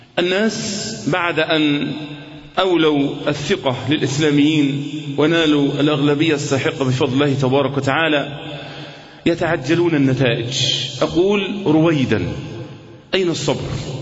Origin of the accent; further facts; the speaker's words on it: Egypt; كمصريين أمام اختبار صعب، اختبار حقيقي